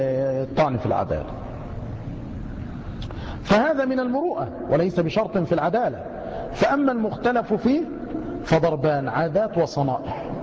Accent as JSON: {"language": "Arabic", "country": "Egypt", "said": "مع أن الجزار والسماك عندنا في مصر يعني منيرات"}